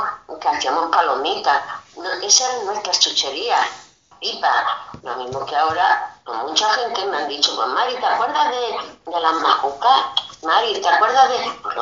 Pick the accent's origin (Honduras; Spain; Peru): Spain; Extremadura; born there; si tantos años que llevo aquí en San Celoni, y cada día me acuerdo más, es de Llerena, de La Serena, no sé, por ahí de Extremadura, y si cada día me acuerdo más de mi pueblo, digo, es que en nuestras raíces, hemos nacido allí.